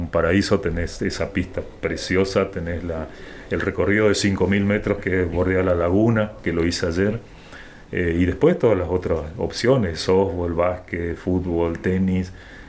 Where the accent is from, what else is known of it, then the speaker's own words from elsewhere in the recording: San Ignacio, Misiones, Argentina; qué más quisiera en mi pueblo, en San Ignacio, tener una pista.